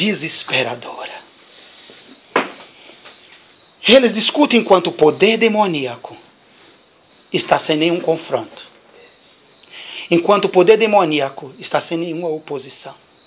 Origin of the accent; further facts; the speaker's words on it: Salvador, Bahia, Brazil; E nós somos de Salvador. E nós não conhecemos a história daqui.